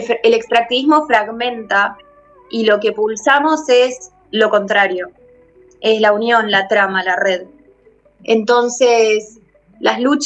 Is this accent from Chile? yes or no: no; Tierra del Fuego, Argentina; de la Comunidad Costera, de Tierra del Fuego, Antártida, Isla del Atlántico Sur.